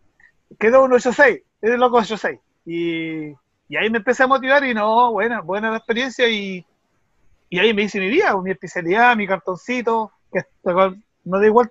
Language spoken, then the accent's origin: Spanish; Talcahuano, Biobío, Chile; now in Santiago, Chile; somos coterráneos de Talcahuano, de ahí me vine, estudié en la Escuela de Ingeniería y ahora estoy en Santiago.